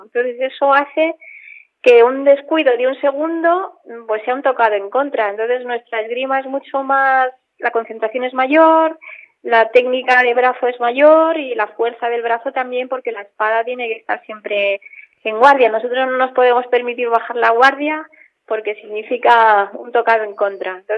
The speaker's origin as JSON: {"language": "Spanish", "country": "Spain", "said": "Barcelona, por ser las primeras, por ser en mi país"}